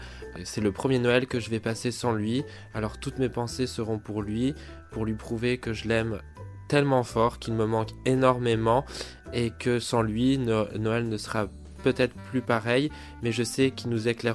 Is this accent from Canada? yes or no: no; Nancy, Grand Est, France; j'ai 28 ans, je viens de Nancy.